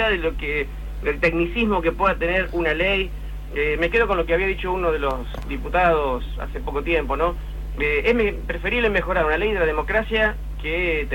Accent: Baradero, Buenos Aires Province, Argentina; Yo soy de Varadero.

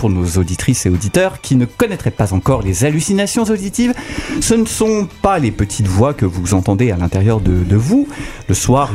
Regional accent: Grand Est, France; en tant que Lorrain, nous consommons également beaucoup de pommes de terre.

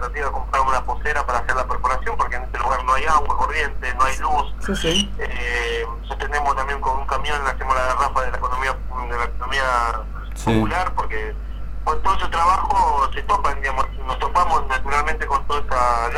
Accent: La Matanza, Buenos Aires Province, Argentina; yo soy de La Matanza

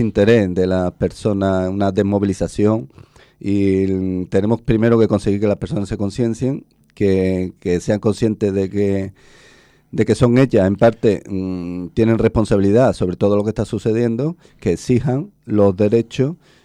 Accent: Spain; somos todos los españoles los que pagamos los errores de inversión.

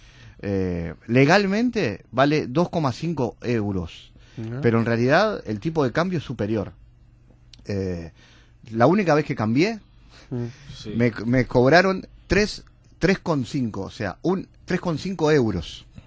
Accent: Uruguay; Cancillería me había seleccionado en algún momento como periodista uruguayo

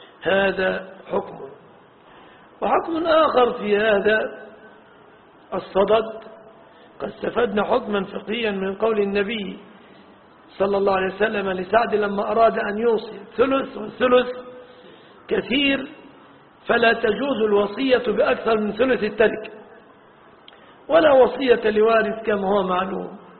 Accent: Egypt; باللفظة العامية التي نقولها نحن في بلادنا مصر

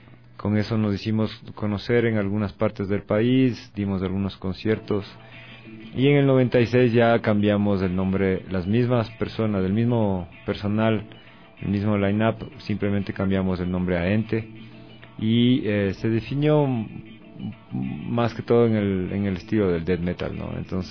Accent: Latacunga, Cotopaxi, Ecuador; now in Quito, Ecuador; Originalmente en mi ciudad natal, Atacunga, a finales de los 80

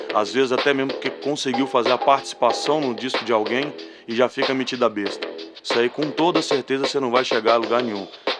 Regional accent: Brasília, Federal District, Brazil; eu cresci ouvindo rock, porra, eu nasci em Brasília

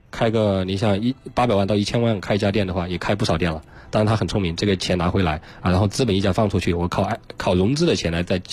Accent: Chongqing, China; 因为我重庆人啊

